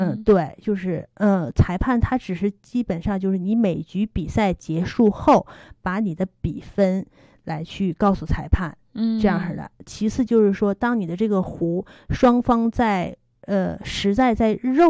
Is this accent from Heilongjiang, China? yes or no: yes; Harbin, Heilongjiang, China; 我也是哈尔滨人